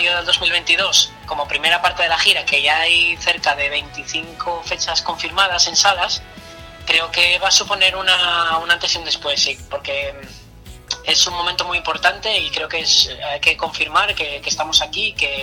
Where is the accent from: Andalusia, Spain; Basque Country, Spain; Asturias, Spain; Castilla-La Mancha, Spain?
Asturias, Spain; Gijón; el violinista y yo somos de Gijón